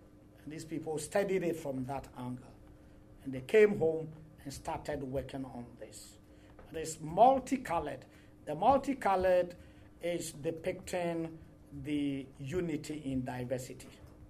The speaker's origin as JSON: {"language": "English", "region": "Ashanti", "country": "Ghana", "said": "I come from Ashanti region."}